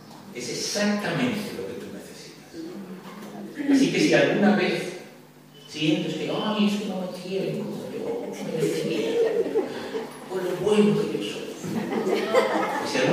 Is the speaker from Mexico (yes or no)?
no; Spain; born there; Pero yo nací aquí en España y eso es muy español